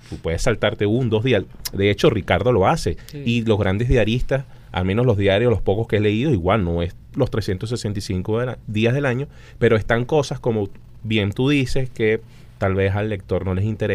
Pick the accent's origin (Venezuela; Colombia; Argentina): Venezuela; Caracas, Capital District; me refiero a nosotros como caraqueños, como ciudadanos